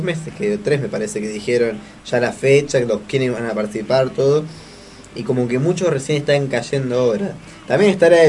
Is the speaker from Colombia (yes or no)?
no; Argentina; lo primero que se dan cuenta no somos los argentinos, es la gente de afuera